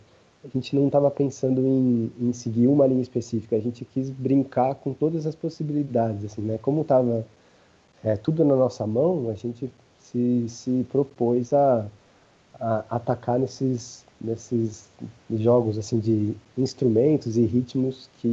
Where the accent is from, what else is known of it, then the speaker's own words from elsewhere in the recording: São Paulo, Brazil; sendo paulista, sendo de região periférica